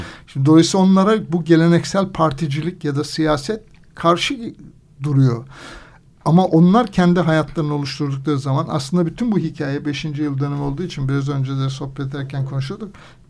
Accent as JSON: {"language": "Turkish", "region": "Anatolia", "country": "Turkey", "tie": "born or raised there", "said": "Yani ben Anadolu'nun bir kasabasında doğup büyüdüm. 2000 nüfuslu, hala da nüfusu işte 2000 civarında."}